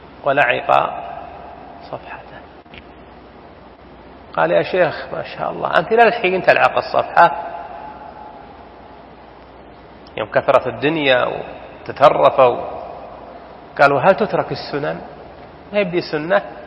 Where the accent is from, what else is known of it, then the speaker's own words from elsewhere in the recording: Saudi Arabia; وله ديننا حنا يا سعوديين